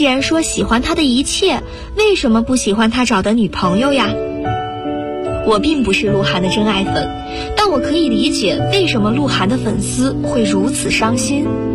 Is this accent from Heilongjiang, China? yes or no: no; Guangzhou, Guangdong, China; now in Nanjing, China; 来自广东广州，我在南京大学，距离我的家乡1367公里。